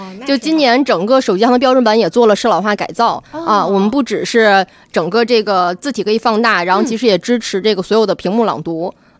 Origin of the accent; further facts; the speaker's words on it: Shaanxi, China; 我和丽姐是老乡，我也是啊，我是陕西的